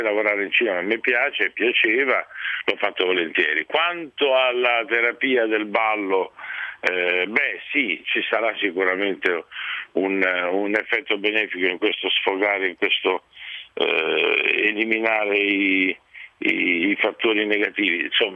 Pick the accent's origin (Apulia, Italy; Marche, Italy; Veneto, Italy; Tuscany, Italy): Apulia, Italy; Ma io sono pugliese e quindi della provincia di Bari